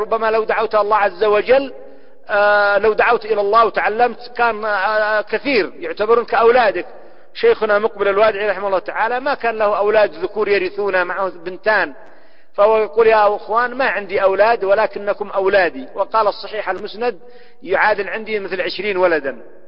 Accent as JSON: {"language": "Arabic", "country": "Yemen", "said": "وهكذا كالحياة عندنا في اليمن،"}